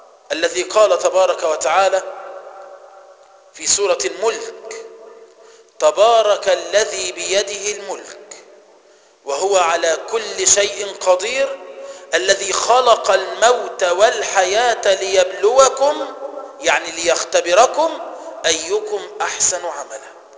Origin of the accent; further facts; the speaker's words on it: Egypt; تسمى عندنا في مصر كفر الشيخ